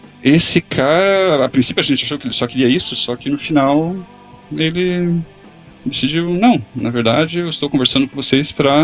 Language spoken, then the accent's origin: Portuguese; Joinville, Santa Catarina, Brazil; also born or lived in São Paulo; É, eu nasci em São Paulo, mas fui pra Joinville bem novo, assim, então não gostei de Joinville.